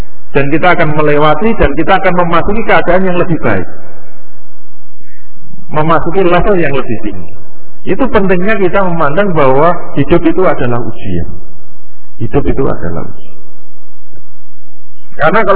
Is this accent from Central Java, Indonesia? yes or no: yes; Rembang, Central Java, Indonesia; seperti kemarin di Rembang itu, di tempat asal saya.